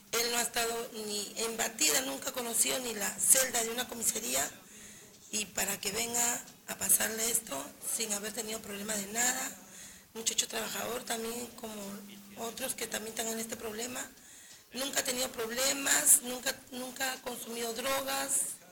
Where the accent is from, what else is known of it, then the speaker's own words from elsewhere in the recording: Callao, Peru; also born or lived in Lima; En el Callao, toda mi vida. O sea, yo nací en Lima, pero tengo 52 años y vine en el Callao.